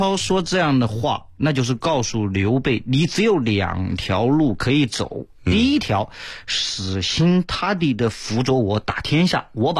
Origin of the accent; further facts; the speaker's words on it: China; 因为我们中国人古代总相信水里面有龙